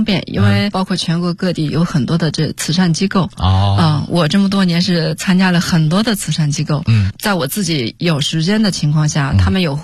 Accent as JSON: {"language": "Chinese", "town": "Tongbai", "region": "Henan", "country": "China", "tie": "born or raised there", "said": "河南。桐柏的，"}